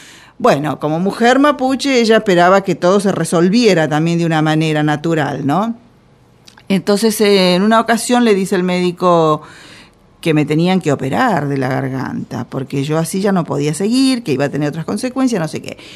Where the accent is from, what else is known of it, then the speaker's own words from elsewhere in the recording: Los Toldos, Buenos Aires Province, Argentina; O sea que soy bonaerense, si queremos, de la pampa húmeda.